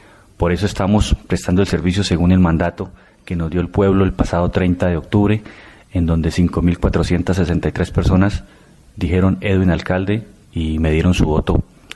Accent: Pacho, Cundinamarca, Colombia; born there; soy nacido en Pacho

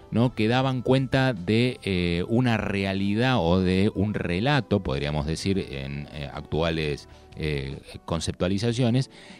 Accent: Argentina; todos somos argentinos

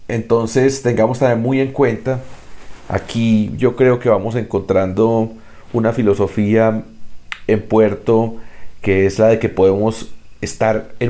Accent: Colombia; porque somos colombianos y colombianas, la mayoría

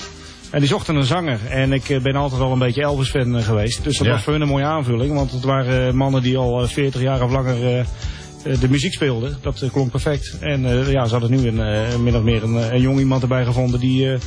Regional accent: Utrecht, Netherlands; born there; ik ben wel geboren in Utrecht, maar ik heb er verder niet zo heel veel meer mee, hoor.

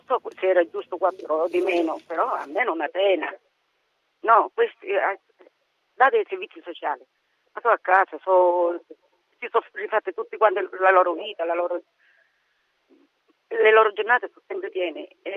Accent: Tarquinia, Lazio, Italy; noi siamo di Tarquinia.

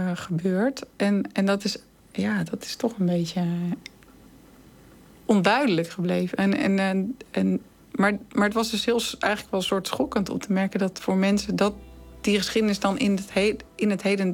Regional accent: Netherlands; En ik dan als Nederlandse.

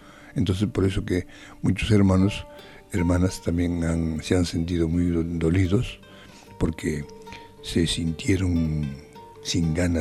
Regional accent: Cusco, Peru; en el colegio, me han dicho que no podía yo hablar el quechua, porque yo soy de Perú, entonces ahí en la misma ciudad nos prohibían el colegio. Es por eso que, como se prohibía en Cusco

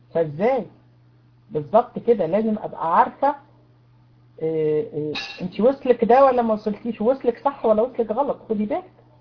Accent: Egypt; سكايب عندنا في مصر بقى بيقع

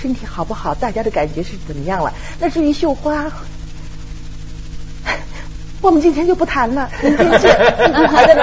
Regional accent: China; 因为我是中国人嘛

